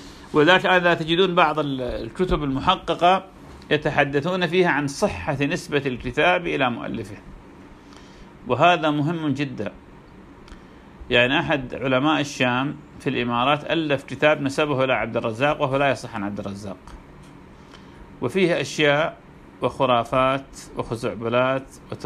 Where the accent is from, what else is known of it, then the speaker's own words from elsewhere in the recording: Iraq; كان عندنا في العراق دكتور